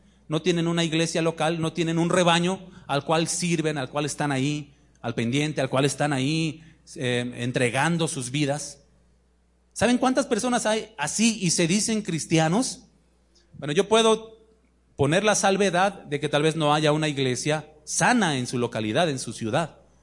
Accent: Mexico City, Mexico; Yo vengo de la Ciudad de México. Allá los trayectos son cortos en distancia, pero son largos en tiempo por el tráfico

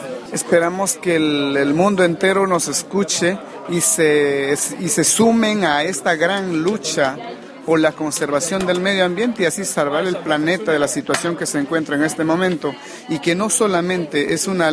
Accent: Peru; Yo soy Ashaninka, yo soy del pueblo Ashaninka del país Perú.

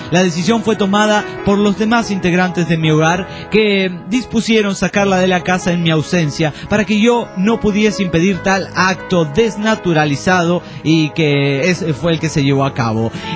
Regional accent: Monterrey, Nuevo León, Mexico; Ah, yo también soy de Monterrey, tengo derecho a contar mis chistes.

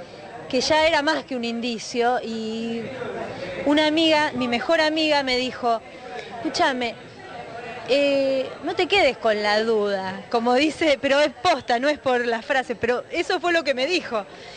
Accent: Buenos Aires, Argentina; Soy una porteña trucha yo.

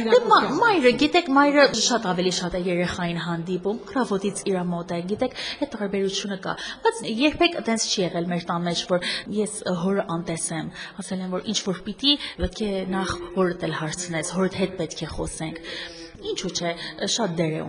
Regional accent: Tehran, Tehran Province, Iran; Ես եղել եմ Իրանում, այնտեղ եմ ծնվել, Թեհրանում եմ մեծացել

